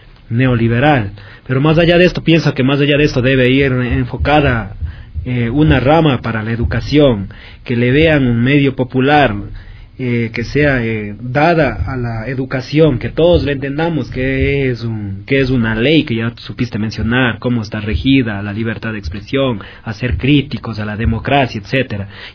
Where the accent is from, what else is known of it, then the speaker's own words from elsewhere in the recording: Ecuador; cómo nos identificamos por nuestras raíces mismo, que nos identifica como ecuatorianos y latinoamericanos.